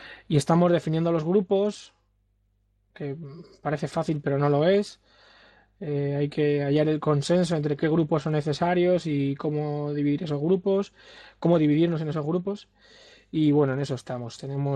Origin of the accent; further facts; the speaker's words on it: Madrid, Community of Madrid, Spain; de Madrid. Soy uno de los coordinadores o co-coordinador.